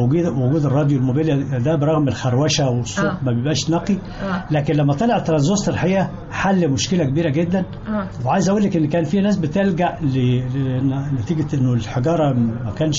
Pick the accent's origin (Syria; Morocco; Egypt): Egypt; Al-Aqayla, Sharqia Governorate; أنا من الشرقية من قرية اسمها العقايلة تابع لمركز الحسنية في محافظة الشرقية